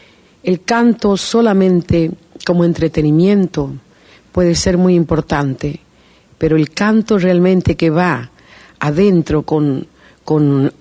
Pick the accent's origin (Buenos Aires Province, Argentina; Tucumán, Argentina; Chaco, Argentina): Tucumán, Argentina; born there; also born or lived in Mendoza / Uruguay; Para mí Tucumán significó donde yo nací, donde están mis hermanos, donde ha muerto mi papá, donde supongo que descansaré yo finalmente después de tantas giras.